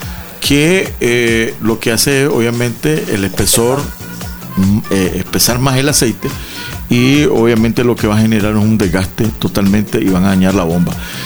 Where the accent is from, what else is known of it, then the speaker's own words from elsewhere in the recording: Nicaragua; somos, porque todos somos, los nicaragüenses bien así